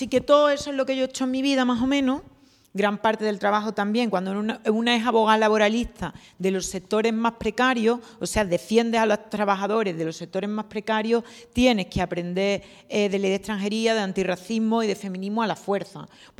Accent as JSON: {"language": "Spanish", "town": "Seville", "region": "Andalusia", "country": "Spain", "said": "vengo de Sevilla."}